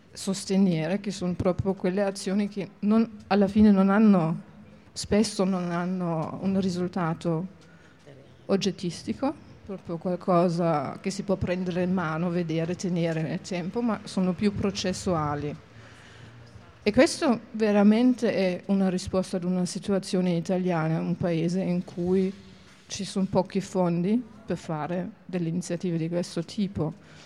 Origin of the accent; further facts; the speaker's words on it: Germany; Italian is a second language; non sono italiana ma tedesca, vengo dal mondo di Immanuel Kant